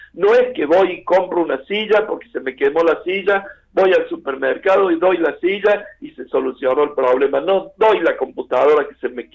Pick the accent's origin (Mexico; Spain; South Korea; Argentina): Argentina; Córdoba; como sociedad cordobesa, como cordobés lo digo